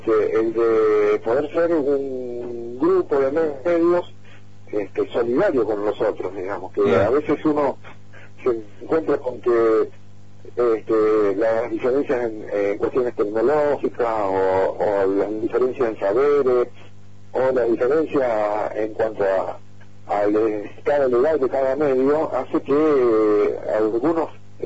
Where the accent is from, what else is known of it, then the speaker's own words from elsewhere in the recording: Esquel, Chubut, Argentina; somos de Chesquel, por lo menos por ahora